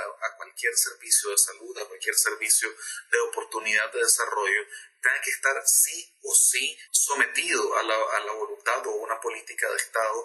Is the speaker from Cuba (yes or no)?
no; Nicaragua; Pero básicamente estamos como nicaragüenses en una situación de desprotección total